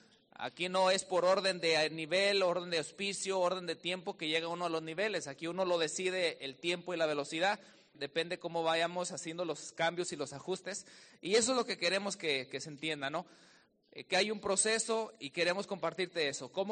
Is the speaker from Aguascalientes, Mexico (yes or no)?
yes; Aguascalientes, Mexico; now in Palmdale, United States; yo soy ahí originario de Aguascalientes, México, y nos venimos a encontrar. Llega acá mi papá, después por cosas del destino nos movemos a Palmdale, California